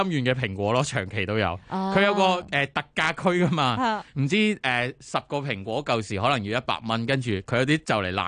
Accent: Hong Kong

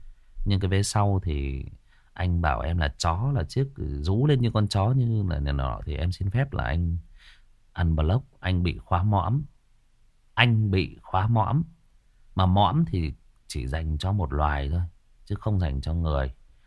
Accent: Northern Vietnam, Vietnam; xin phép tôi là người miền Bắc và tôi tự nhận nó

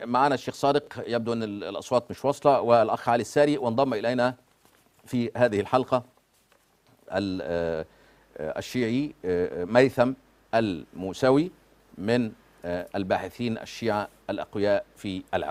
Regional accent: Egypt; عندنا في مصر بنقولها بالعامية

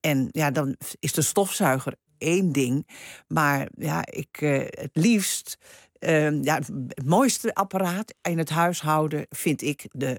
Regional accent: Netherlands; daar danken wij nu aan dat we als Nederlanders gemiddeld 26 kilo suiker per persoon per jaar eten.

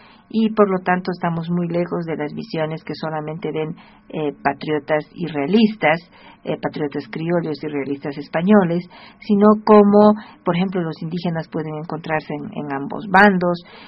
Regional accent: Bolivia; la unidad que deberíamos tener hoy como bolivianos

